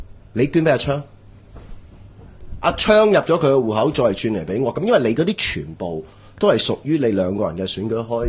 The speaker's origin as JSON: {"language": "Cantonese", "country": "China", "said": "話曬我係中國人嚟㗎嘛，唔係鬼佬記者啊嘛，"}